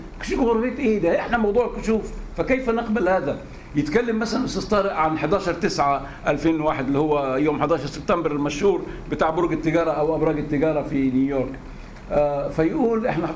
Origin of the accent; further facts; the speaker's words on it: Egypt; بنقول احنا مصريين ضد التبعية